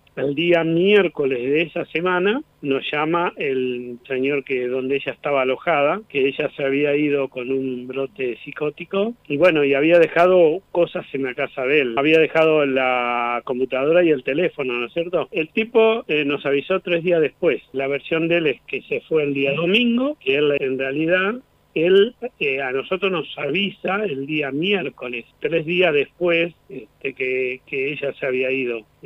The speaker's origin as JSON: {"language": "Spanish", "town": "Núñez", "region": "Buenos Aires", "country": "Argentina", "said": "Nosotros somos de acá de Núñez."}